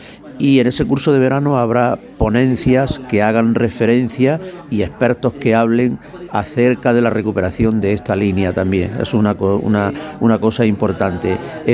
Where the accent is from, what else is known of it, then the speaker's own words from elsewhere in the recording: Andalusia, Spain; Yo soy almeriense, yo soy de la comarca del Poniente almeriense.